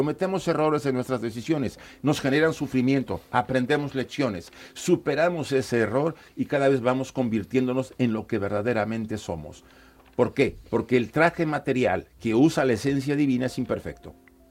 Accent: Mexico; now in Spain; Yo, por ejemplo, vine de México hace bastantes años. Llevo viviendo acá casi más de 15 años, yo creo que más, o hasta 20

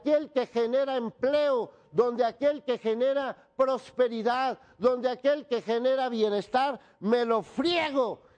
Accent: Mexico; vivo en México y soy mexicano

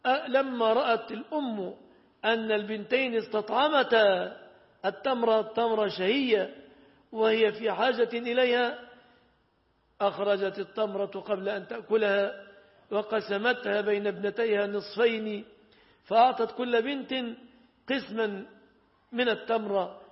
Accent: Egypt; فعلى ما تعودنا عندنا في مصر

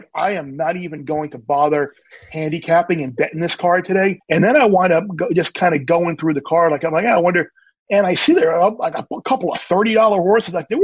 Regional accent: New York, United States; Growing up on Long Island, it's a natural deal.

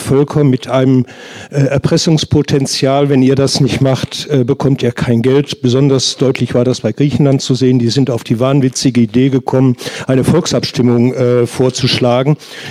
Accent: Hesse, Germany; Ich bin Hesse.

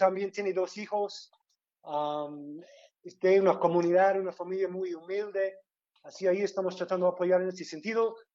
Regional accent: United States; yo vengo de Estados Unidos

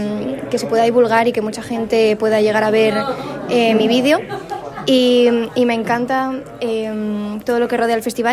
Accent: Asturias, Spain; Y como soy asturiana, pues tenía muchas ganas de hacer algo atractivo y enigmático que represente mi tierra

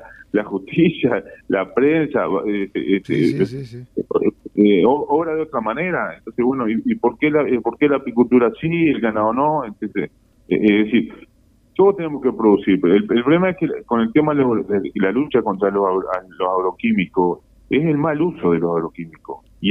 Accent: Uruguay; como ciudadano, como uruguayo, tenemos que tener en cuenta.

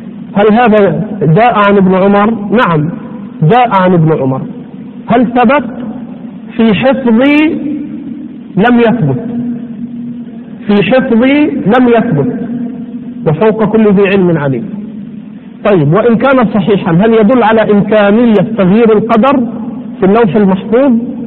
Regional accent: Egypt; لا لا، احنا غلابة مصريين بنتكلم على اللي احنا فاهمينه

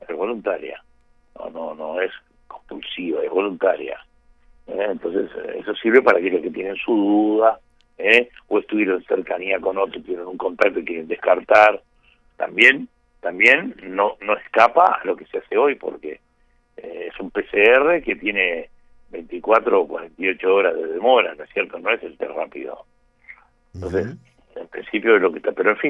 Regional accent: Uruguay; Somos todos uruguayos acá.

